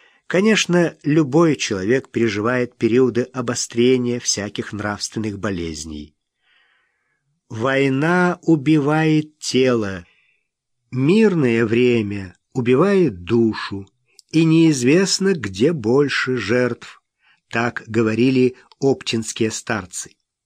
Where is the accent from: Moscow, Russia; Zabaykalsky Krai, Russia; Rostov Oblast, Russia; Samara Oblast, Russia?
Zabaykalsky Krai, Russia; Tsugol; Все детство мое прошло в Забайкалье, в Читинской области, в бурятском поселке Цугульский Дацан. Его еще называют для краткости Ц-Дацаном.